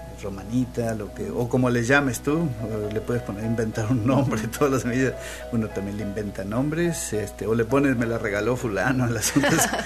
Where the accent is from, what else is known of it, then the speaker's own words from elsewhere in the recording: Argentina; born there; moved away as an adult; Nací en Argentina